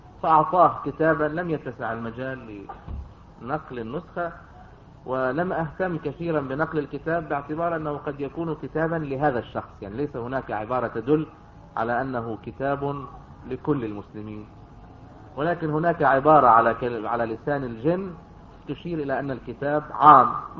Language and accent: Arabic; Yater, Nabatieh Governorate, Lebanon; بدي اقول لكم قصة حدث بها شخص فلاح متواضع من قريتنا من ياطر